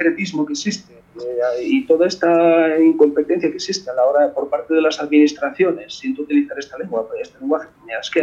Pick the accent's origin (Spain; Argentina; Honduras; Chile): Spain; Asturias; A ver, yo soy de Asturias, y en Asturias teníamos uno